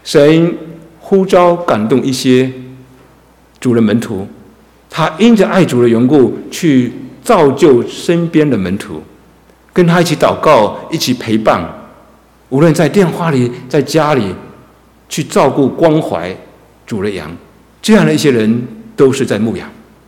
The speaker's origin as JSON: {"language": "Chinese", "country": "China", "said": "但是我中国人说重要的事情就要说三次嘛，"}